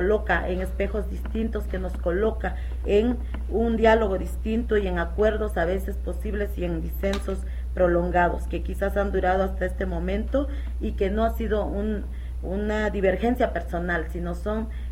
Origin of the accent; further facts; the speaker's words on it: Xochistlahuaca, Guerrero, Mexico; que soy originaria de Xochitlahuaca, en la Costa Chica Montaña, que soy mujer, que soy indígena y que soy feminista.